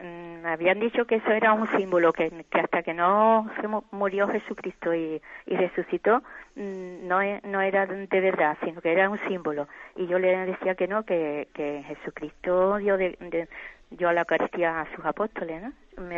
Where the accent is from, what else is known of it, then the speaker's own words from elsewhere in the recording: Jerez de la Frontera, Andalusia, Spain; Soy de Jerez.